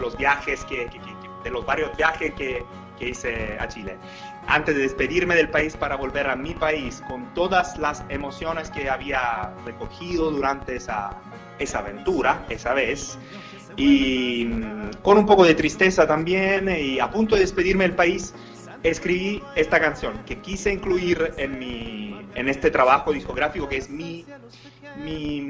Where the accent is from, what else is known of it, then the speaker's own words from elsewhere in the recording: Apulia, Italy; Spanish is a second language; Estoy acá en Italia, en el sur de Italia, en el taco de la bota, en mi país.